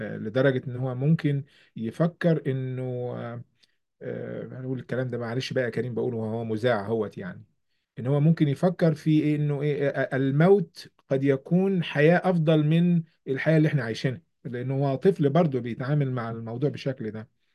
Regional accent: Egypt; now in New York, United States; إحنا في نيويورك، وخلفيتي أنا من كمصري وعربي ومسلم

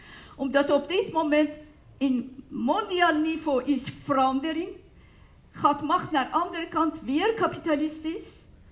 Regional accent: Iran; Dutch is a second language; moved away; Ik ben van Iran gevlucht.

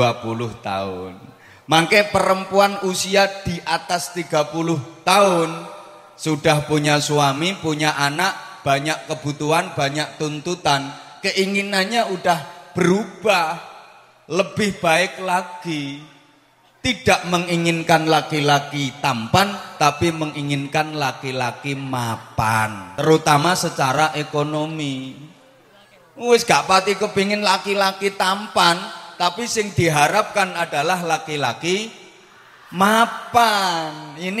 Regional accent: Bojonegoro, East Java, Indonesia; Kalau dalam bahasa daerah saya, Bojonegoro sana, disebut to be excellent.

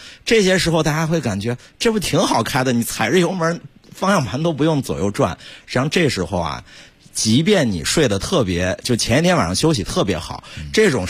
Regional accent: Gansu, China; 尤其是我老家是在甘肃那边

